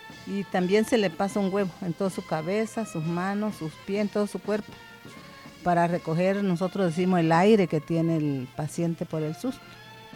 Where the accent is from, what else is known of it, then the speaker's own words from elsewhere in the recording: Zanatepec, Oaxaca, Mexico; soy de Zanatepec, un pueblito del Istmo, muy hasta el rinconcito por acá.